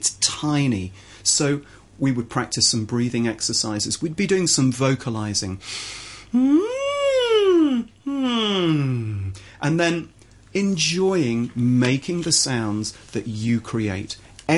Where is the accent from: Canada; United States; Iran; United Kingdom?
United Kingdom; England; I will unashamedly sing in an English way because I'm an English guy.